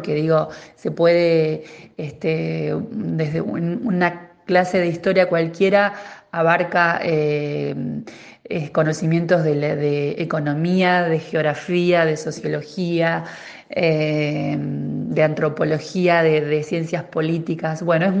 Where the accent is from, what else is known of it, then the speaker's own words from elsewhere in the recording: General Pinto, Buenos Aires Province, Argentina; yo soy de General Pinto, ¿no?